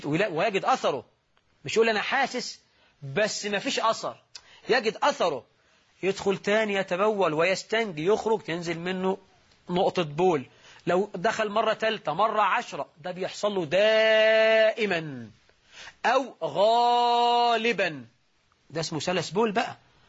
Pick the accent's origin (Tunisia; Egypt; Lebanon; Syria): Egypt; واجعل بلدنا مصر رخاء سخاء، أمنا وأمانا